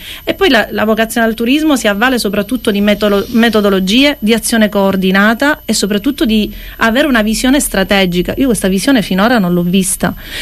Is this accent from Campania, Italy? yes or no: no; Sicily, Italy; now in Cefalù, Italy; a Cefalù da 13, altri 7 insomma li ho fatti sulle Madonie, perché io vengo da Polizia, anche se ora mi sento cefaludese a tutti gli effetti.